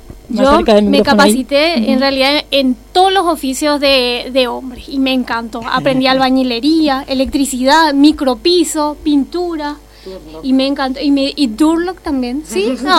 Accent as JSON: {"language": "Spanish", "country": "Paraguay", "moved": "as an adult", "said": "Primero soy extranjera, soy de Paraguay, acá vecino país. Vine enamorada."}